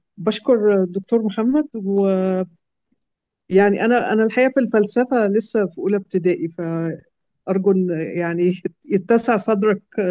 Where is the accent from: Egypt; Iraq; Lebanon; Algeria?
Egypt; أنا مصرية ومسلمة